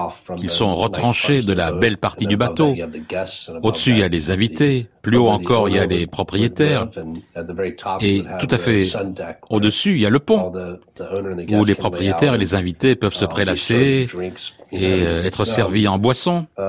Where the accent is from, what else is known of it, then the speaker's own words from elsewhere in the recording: North Carolina, United States; à aller dans des endroits dont j'avais entendu parler quand j'étais enfant en Caroline du Nord